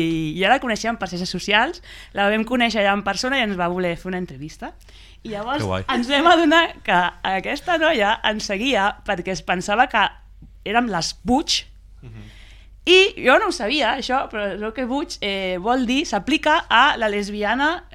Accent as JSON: {"language": "Catalan", "town": "Terrassa", "region": "Catalonia", "country": "Spain", "said": "jo sóc lesbiana i de Terrassa, t'ho dic en sèrio que jo sóc lesbiana i de Terrassa"}